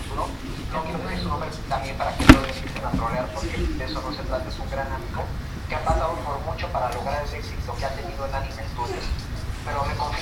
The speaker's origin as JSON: {"language": "Spanish", "region": "Mexico City", "country": "Mexico", "said": "cuando voy a la Ciudad de México, de donde soy originario"}